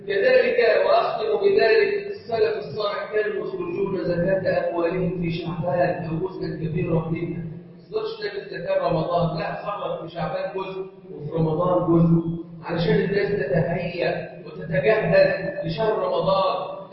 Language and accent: Arabic; Egypt; اللهم اجعل بلدنا مصر امنا امانا سخاء رخاء